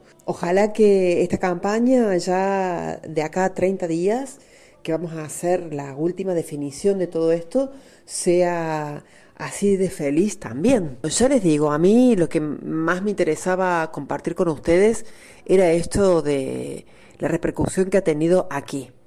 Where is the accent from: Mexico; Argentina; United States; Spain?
Argentina; lo que a mí, por lo menos como argentina, me dolía